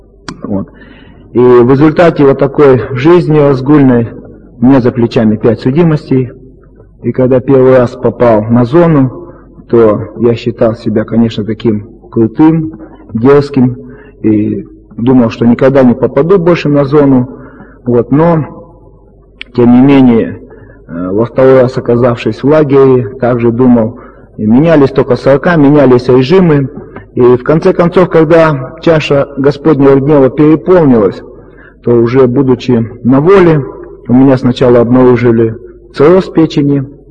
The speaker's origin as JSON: {"language": "Russian", "region": "Krasnoyarsk Krai", "country": "Russia", "said": "Я сам из Сибири, это юг Красноярского края, по национальности я китаец."}